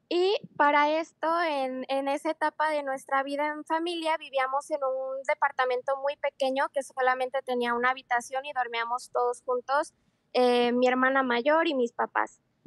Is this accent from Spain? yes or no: no; Mexico; en mi familia siempre ha habido esta cultura donde como buenos mexicanos creemos en chaneques